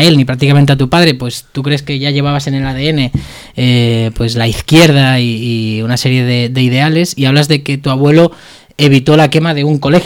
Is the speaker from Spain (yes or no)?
yes; Cornellà, Catalonia, Spain; yo que soy del barrio de Gabarra, de Cornellá, siempre quise montar una tienda